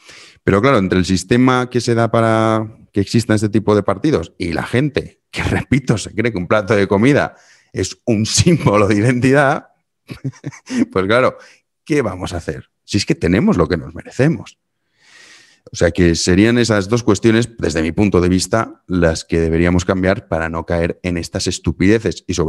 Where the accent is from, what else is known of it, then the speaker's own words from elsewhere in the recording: Valencian Community, Spain; Yo en mi caso como valenciano, por supuesto que no me siento diferente al madrileño ni al leonés.